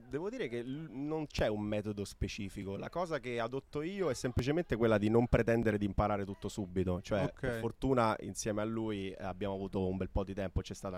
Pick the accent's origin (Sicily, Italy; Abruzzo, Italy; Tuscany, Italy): Sicily, Italy; Messina; nonostante siamo entrambi di Messina, nati e cresciuti qua